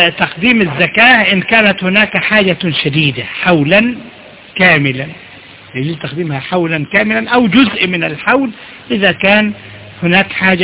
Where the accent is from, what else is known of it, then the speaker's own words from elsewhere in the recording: Egypt; إحنا برضو عندنا في مصر